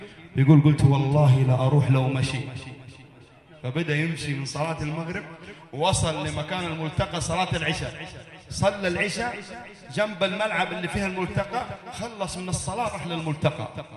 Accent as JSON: {"language": "Arabic", "town": "Jeddah", "region": "Makkah Province", "country": "Saudi Arabia", "said": "قبل تقريبا سنتين كان عندنا في جدة لقاء مثل هذا اللقاء"}